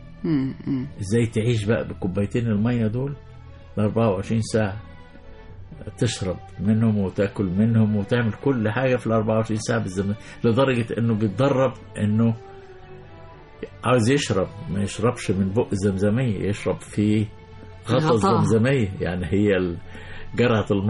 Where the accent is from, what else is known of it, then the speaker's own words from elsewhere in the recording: Egypt; طب احنا مصريين بقى